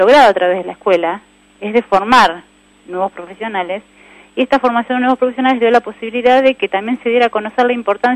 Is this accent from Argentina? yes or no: yes; Buenos Aires, Argentina; now in Olavarría, Argentina; yo soy de Buenos Aires y hace muchos años ya vivo acá en Olavarría, hace 14 años